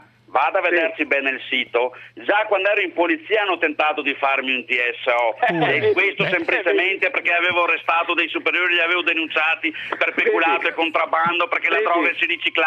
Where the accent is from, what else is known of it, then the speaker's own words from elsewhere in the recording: Veneto, Italy; Io sono veneto, a me interessa la libertà del popolo veneto